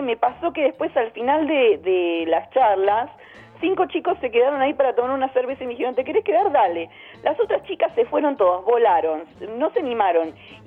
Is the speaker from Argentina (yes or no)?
yes; Chubut, Argentina; yo vengo del interior de Chubut